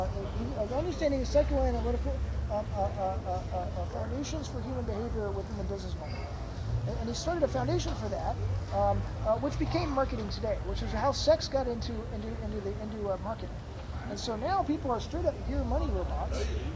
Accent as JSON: {"language": "English", "town": "Manhattan", "region": "New York", "country": "United States", "said": "Well, you know, honestly, as a New Yorker, which is what I am"}